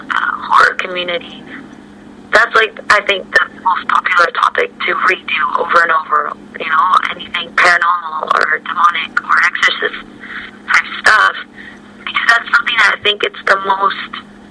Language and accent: English; Mexico; But like being being born and raised in Mexico